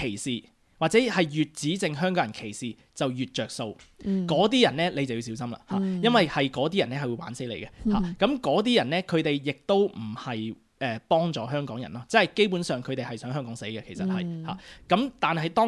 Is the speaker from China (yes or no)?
no; Australia; 我喺呢度土生土長嘅澳洲人啦，咁但係咧我係一個亞洲面孔咁。